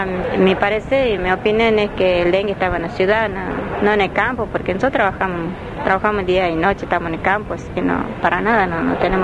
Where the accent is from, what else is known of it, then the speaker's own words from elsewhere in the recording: Algarrobal, Salta, Argentina; soy secretaria de Relación Social en la Comisión y delegada titular para la Organización Mesa de Tierra. Mi comunidad se llama Tupí Guaraní, Huapeijén de Algarrobal, que está ubicada a 5 kilómetros de Orán, Río Blanco, Banda Sur.